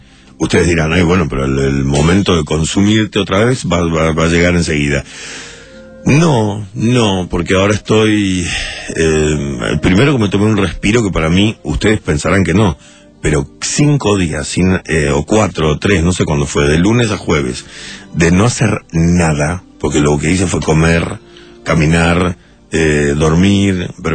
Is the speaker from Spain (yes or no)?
no; Uruguay; Se me di cuenta en el momento en que ponía el pie en el Uruguay. Cuando llegué, me di cuenta. Y necesitaba ir a lo de Carlos, necesitaba estar en mi país.